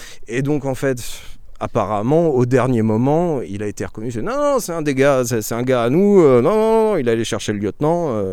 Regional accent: Reims, Grand Est, France; je viens de Champagne, mais un Troyen du coup, donc un champenois de Troyes, moi je suis un champenois de Reims

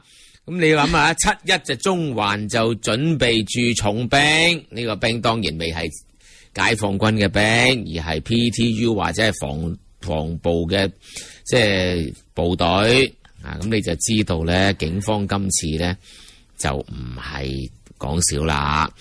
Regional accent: Hong Kong; 我哋香港人自己，我就覺得咧，主流大部分超過九成嘅上街嘅香港人就相當理性

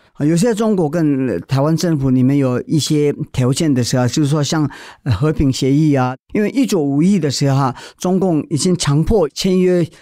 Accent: India; moved away as an adult; now in Taiwan; 在印度长大的，所有的我亲戚朋友我已经离开

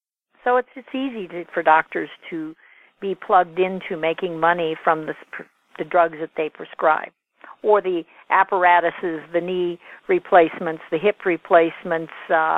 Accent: South Dakota, United States; I grew up in South Dakota near the Native Americans, and my dad is part Native American

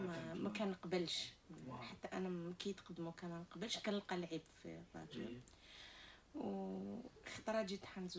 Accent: Algeria; وانا جايه من الجزائر

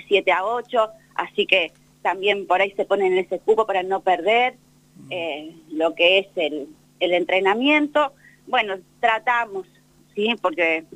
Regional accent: Bahía Blanca, Buenos Aires Province, Argentina; now in Santa Rosa, Argentina; yo soy de Bahía Blanca, pero bueno, hace años que estoy acá en Santa Rosa

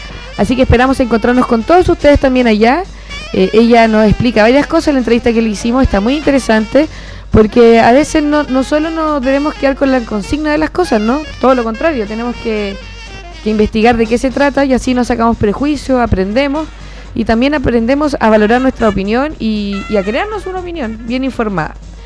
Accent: Chile; Nosotros como chilenos y chilenas también sabemos, y como gente que habita este territorio, lo que significa lidiar constantemente con catástrofes naturales

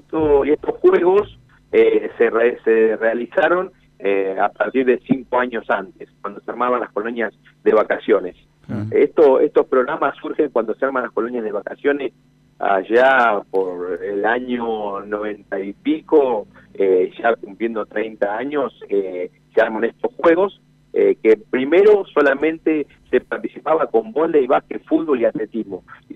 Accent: Arata, La Pampa, Argentina; Y yo también soy uno de los que ha venido del interior. Claro. Yo soy de Arata

